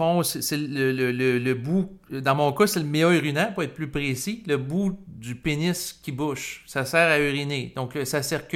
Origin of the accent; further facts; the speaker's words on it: Quebec, Canada; ici, le sexe était mal vu au Québec. Mes parents étaient très religieux.